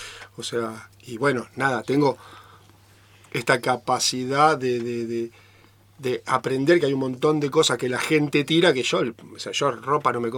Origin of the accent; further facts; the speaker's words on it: Santa Fe, Argentina; Yo, digamos, soy de Santa Fe y mi abuelo trabajó en la forestal